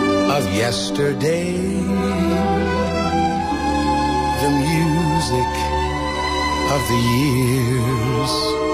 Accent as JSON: {"language": "Chinese", "country": "China", "said": "那其实作为中国人"}